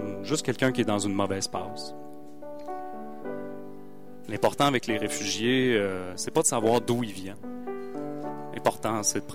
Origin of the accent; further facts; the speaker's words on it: Quebec City, Quebec, Canada; Moi, je viens de Québec, j'adore Montréal, j'adore les grandes villes